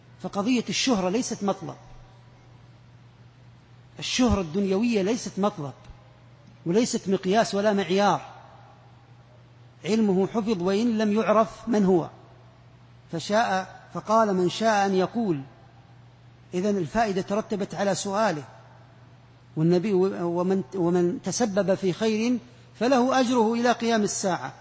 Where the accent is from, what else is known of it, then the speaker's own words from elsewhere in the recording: Saudi Arabia; احنا ما عندنا في السعودية فيه